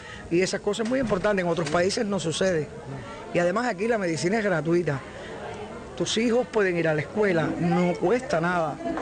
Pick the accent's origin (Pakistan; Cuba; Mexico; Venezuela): Cuba; la cultura que tienen los cubanos, como americanos que somos, es machista, patriarcal.